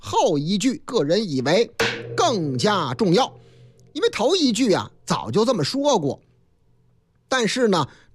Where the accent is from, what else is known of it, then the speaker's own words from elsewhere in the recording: Henan, China; 我老家河南